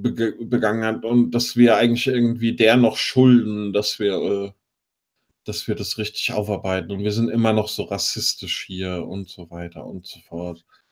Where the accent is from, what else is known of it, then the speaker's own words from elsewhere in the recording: Germany; ja, ich komme aus Deutschland.